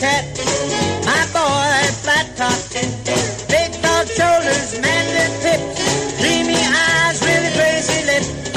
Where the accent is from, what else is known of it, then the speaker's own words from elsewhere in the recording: Piauí, Brazil; born there; porque eu nasci no Piauí, apesar do meu sotaque